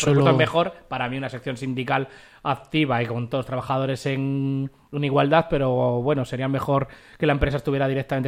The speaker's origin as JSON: {"language": "Spanish", "town": "Madrid", "region": "Community of Madrid", "country": "Spain", "said": "ya que somos de aquí, de Madrid"}